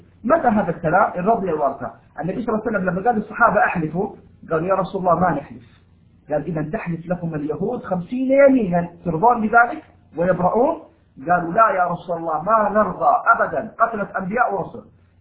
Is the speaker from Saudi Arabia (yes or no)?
yes; Taif, Makkah Province, Saudi Arabia; now in Jeddah, Saudi Arabia; لأنه أنا من أهل الطائف وشغال في جدة،